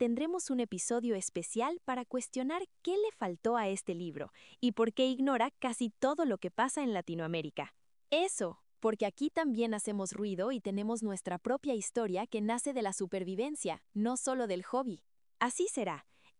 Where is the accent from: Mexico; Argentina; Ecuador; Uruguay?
Mexico; Tú y yo somos de México